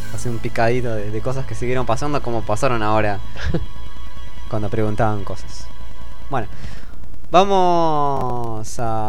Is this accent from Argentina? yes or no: yes; Argentina; Nosotros somos de Argentina porque tenemos vino.